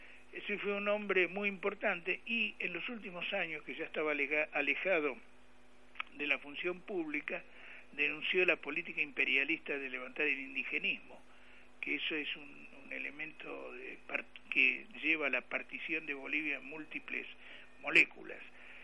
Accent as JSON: {"language": "Spanish", "country": "Argentina", "said": "Si nosotros no somos los argentinos capaces de retomar la tradición histórica"}